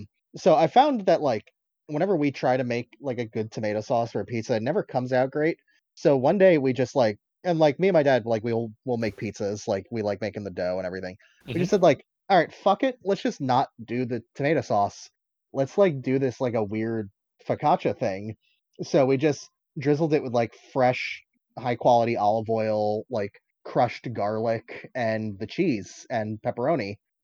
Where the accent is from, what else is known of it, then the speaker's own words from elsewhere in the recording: New Jersey, United States; I am from New Jersey. I am from the New York tri-state area.